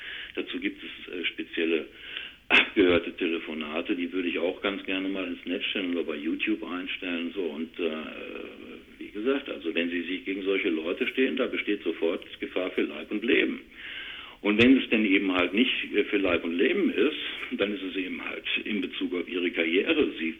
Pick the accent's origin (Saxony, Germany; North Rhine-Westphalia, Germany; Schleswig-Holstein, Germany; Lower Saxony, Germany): North Rhine-Westphalia, Germany; Duisburg; Ich komme aus Duisburg-Rohrt, Werften, Thyssen.